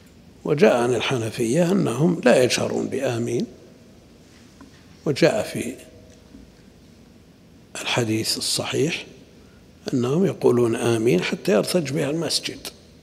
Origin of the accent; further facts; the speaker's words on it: Najd, Saudi Arabia; سيما عندنا في نجد كثير بما في ذلك بعض طلاب العلم يقرؤون هكذا